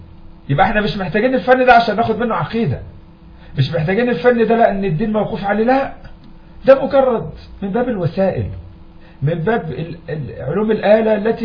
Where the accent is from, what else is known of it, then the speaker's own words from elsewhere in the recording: Egypt; عندنا في مصر بعض المدرسين تركوا كتب السلف